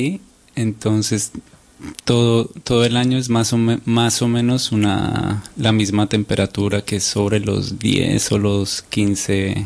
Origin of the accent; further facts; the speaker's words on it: Bogotá, Bogotá Capital District, Colombia; Yo soy bogotano, de Colombia.